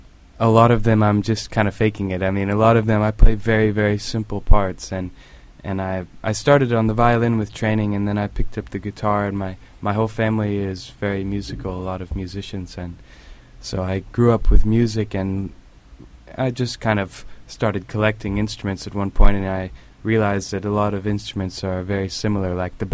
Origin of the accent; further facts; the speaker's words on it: Portland, Oregon, United States; I am a musician from Portland, Oregon, and I now tour playing music.